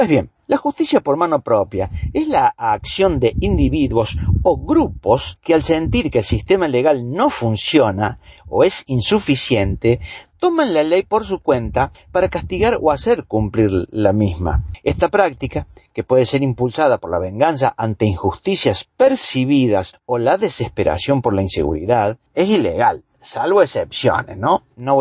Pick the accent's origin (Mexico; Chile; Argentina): Argentina; La realidad que estamos viviendo como pueblo argentino